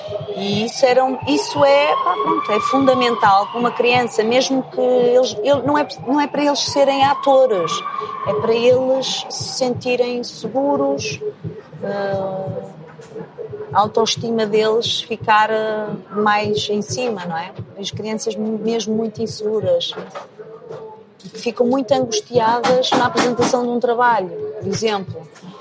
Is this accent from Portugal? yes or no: yes; Porto, Norte, Portugal; moved away; Adoro o Porto. O Porto é uma cidade incrível. e sinto-me mesmo bem, sinto que é mesmo a minha terra, né?